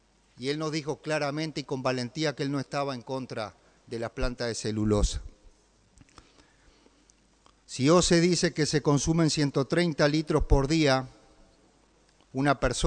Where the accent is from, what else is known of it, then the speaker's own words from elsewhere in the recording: Paysandú, Uruguay; como para quienes somos de Paysandú